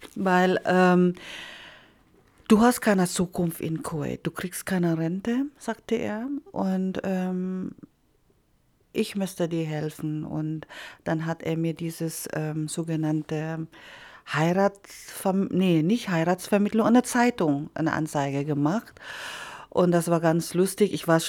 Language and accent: German; Philippines; Der war dann halt 4 Tage dann in meiner Heimat geblieben.